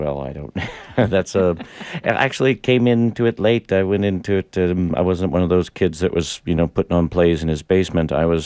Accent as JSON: {"language": "English", "region": "Maine", "country": "United States", "said": "because I'm from Maine originally, mm-hmm. and Emerson College is in Boston. I'm a New Englander."}